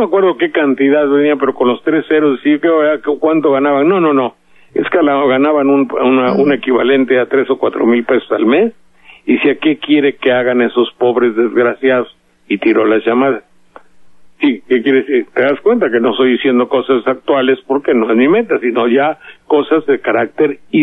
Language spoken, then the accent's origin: Spanish; Mexico; Se sienten en México porque los mexicanos somos buenas gente.